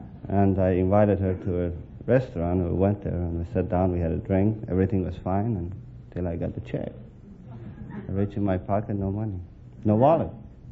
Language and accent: English; Iran; moved away as an adult; now in United States; I'm from Persia.